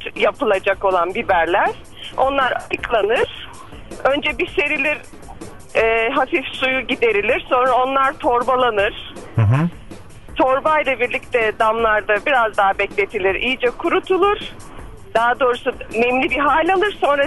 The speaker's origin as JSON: {"language": "Turkish", "town": "Urfa", "region": "Şanlıurfa", "country": "Turkey", "tie": "born or raised there", "said": "Üniversite hayatım ve iş hayatım boyunca buradayım ama çocukluğum Urfa'da geçti. Liseyi de Urfa'da bitirdim."}